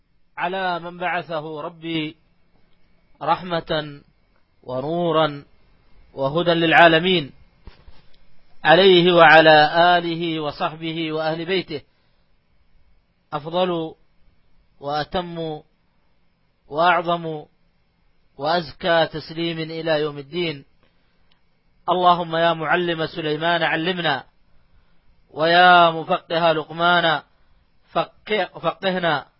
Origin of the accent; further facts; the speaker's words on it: Saudi Arabia; نتيجة أننا في بلادنا المملكة العربية السعودية في هذه الأيام إجازة صيفية